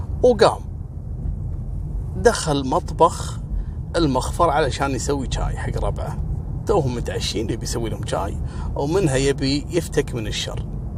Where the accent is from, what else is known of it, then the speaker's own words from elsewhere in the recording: Kuwait; وعلى فكرة ترى احنا عندنا في الكويت التعامل العسكري